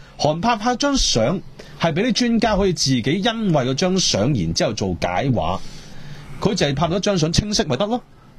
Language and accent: Cantonese; Hong Kong; 帮我哋香港人讲啲说话